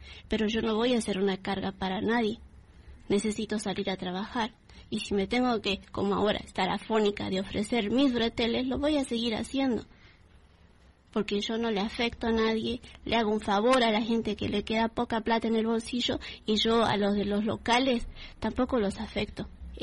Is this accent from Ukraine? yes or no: no; Bolivia; now in Argentina; Yo soy de Bolivia. Yo en un tiempo, sí, como todo el mundo, entré a trabajar acá de chiquita, desde los 16 años